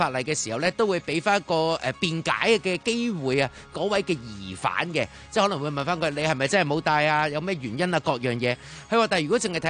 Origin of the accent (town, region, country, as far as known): Hong Kong